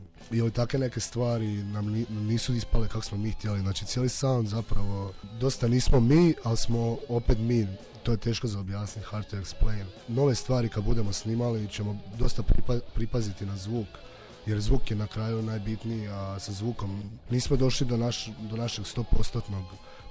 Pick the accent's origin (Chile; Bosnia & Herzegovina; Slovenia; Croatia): Croatia; Osijek, Osijek-Baranja County; imali smo nastup u Osijeku, pretprošlo ljeto, bilo je odlično, bilo je dosta ljudi, dobili smo i putne troškove, a to je moj rodni grad, pa isto imalo kao neko spiritualno, duhovno značenje.